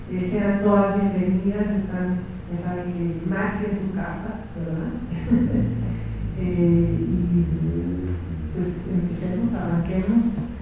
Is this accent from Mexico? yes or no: yes; Tijuana, Baja California, Mexico; cuando yo viví en Ciudad Natal, que fue mi Ciudad Natal mexicana. De Mexicali como de Tijuana, que fue donde pasé la mayor parte de mi infancia y mi adolescencia